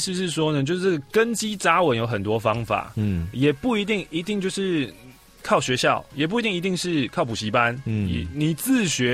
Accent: Taiwan; 不是我们台湾人学英文，而是一个外国人他在台湾生活

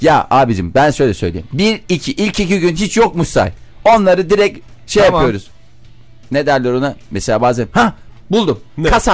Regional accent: Adana, Turkey; Çukurova. Bak Adanalıyım oradan.

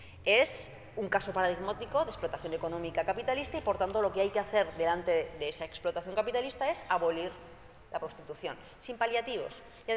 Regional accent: Basque Country, Spain; yo soy de Euskal Herria

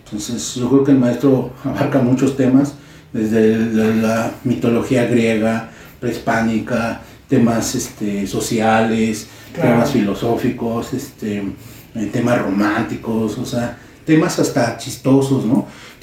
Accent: Ecatepec, State of Mexico, Mexico; A nosotros los de Ecatepec, claro.

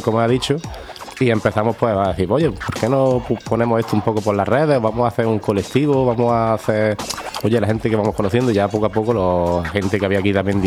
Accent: Granada, Andalusia, Spain; lo conocimos allí en Madrid, aunque los dos somos de Granada

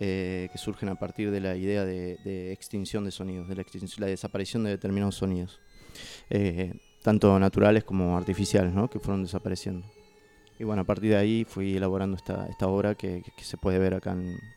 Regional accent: Catamarca, Argentina; now in Córdoba, Argentina; soy artista nacido y criado en Catamarca, en el noreste de Argentina, pero ya resido en Córdoba hace 12 años aproximadamente, mitad cordobés, mitad catamarqueño.

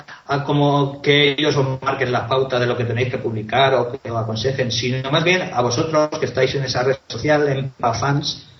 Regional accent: Catalonia, Spain; Claro, soy catalán, lo recuerdo.

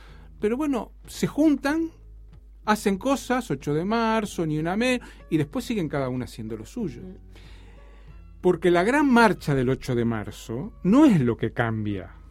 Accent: Uruguay; como uruguayo queda siempre un poco lejos

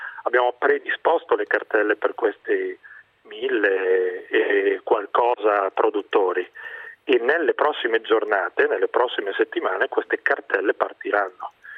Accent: Lombardy, Italy; Io ho una parola sola e su questo lo dico da lombardo

